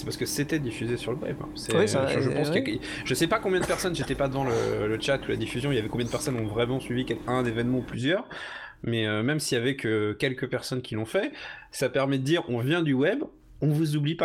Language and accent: French; Brittany, France; je parle en tant que breton pur jus, là, pour le coup.